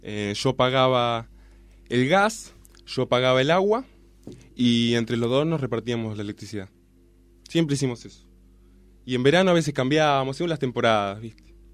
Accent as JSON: {"language": "Spanish", "town": "Isaba", "region": "Navarre", "country": "Spain", "said": "Yo soy de Navarra, Nafarroa, en vasco dicho. Que es un pueblito cerca de los... Que hay un pueblito que se llama Izaba, que está cerca de los Pirineos."}